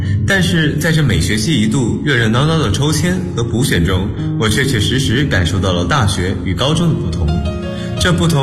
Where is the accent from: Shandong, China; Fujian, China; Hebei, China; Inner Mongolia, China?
Shandong, China; Jinan; now in Nanjing, China; 来自山东济南。我在南京大学，距离我的家乡667公里，